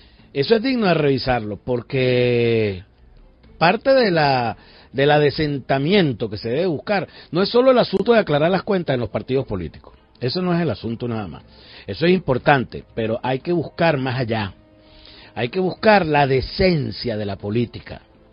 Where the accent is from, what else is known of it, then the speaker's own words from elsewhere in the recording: Venezuela; y como venezolano, pues me parece que esto es una irresponsabilidad